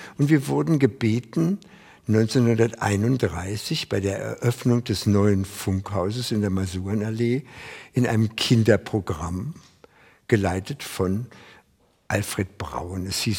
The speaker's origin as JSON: {"language": "German", "town": "Lankwitz", "region": "Berlin", "country": "Germany", "tie": "born there", "said": "1924 in Lankwitz geboren"}